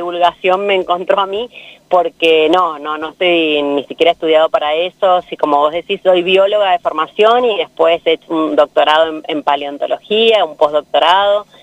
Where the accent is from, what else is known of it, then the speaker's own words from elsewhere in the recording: San Juan, Argentina; soy sanjuanina y viste que acá en San Juan se duerme mucho.